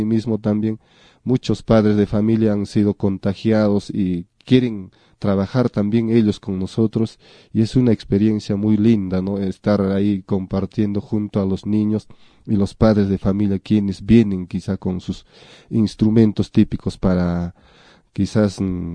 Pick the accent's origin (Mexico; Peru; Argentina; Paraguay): Peru; que nosotros mismos, siendo del lugar, siendo peruanos, hemos estado obviando y hemos estado dejando.